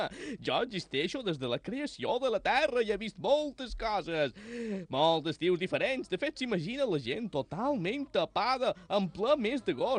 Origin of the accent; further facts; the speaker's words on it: Balearic Islands, Spain; no, jo som de Menorca. Som un menorquí, sap?